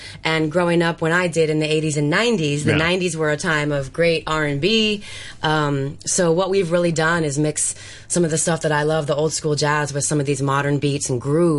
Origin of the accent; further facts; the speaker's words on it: Illinois, United States; Well, I'm originally from Illinois in the States, and my father was in big band AM side radio.